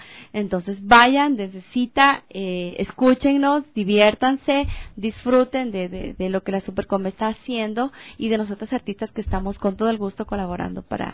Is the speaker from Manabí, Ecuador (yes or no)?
no; Loja, Ecuador; sentirme orgullosamente además que soy ecuatoriana, que soy lojana